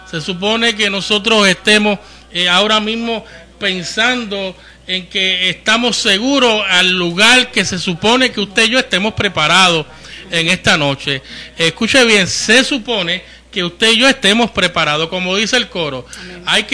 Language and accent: Spanish; Santurce, Puerto Rico; allá del área de donde yo soy, Villa Palmera, Playita, Santurce, en diferentes lugares del sector